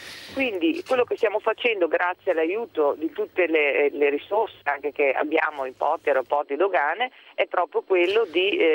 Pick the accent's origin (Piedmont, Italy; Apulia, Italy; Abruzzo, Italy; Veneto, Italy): Veneto, Italy; io sono molto legata alle tradizioni italiane, in particolare a quella del mio territorio, del Veneto.